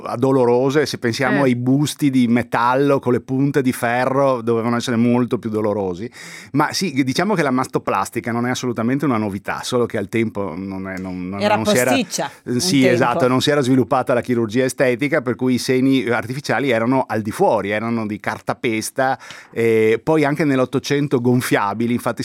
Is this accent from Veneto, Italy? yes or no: yes; Venice, Veneto, Italy; buon 25 aprile, e visto che sono veneziano anche buon